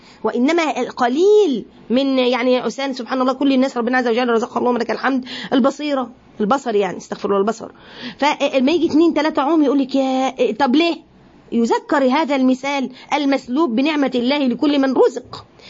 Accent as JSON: {"language": "Arabic", "country": "Egypt", "said": "يعني احنا عندنا في مصر الحليب هو اللبن،"}